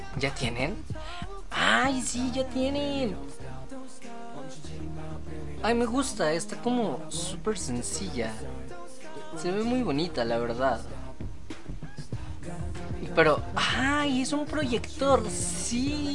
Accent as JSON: {"language": "Spanish", "country": "Mexico", "tie": "born or raised there", "said": "de las pocas cosas que recuerdo de mi infancia en México"}